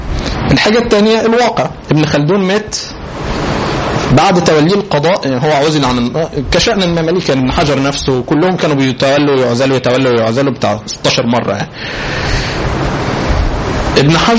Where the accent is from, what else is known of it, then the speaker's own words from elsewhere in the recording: Egypt; طبعا انت عارفين عاداتنا كمصريين تمام، نشتم بعضنا